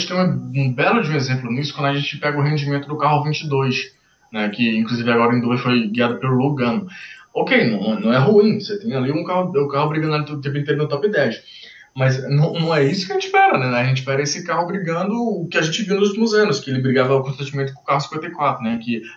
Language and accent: Portuguese; Recife, Pernambuco, Brazil; Eu sou, não sei se eu já falei, mas eu sou recifense.